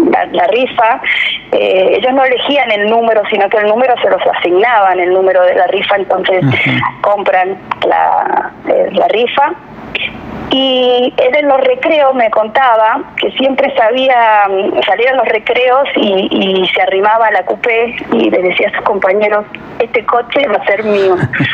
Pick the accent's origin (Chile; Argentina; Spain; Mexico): Argentina; estoy orgullosa, siempre lo voy a decir, de ser argentina, de vivir en mi país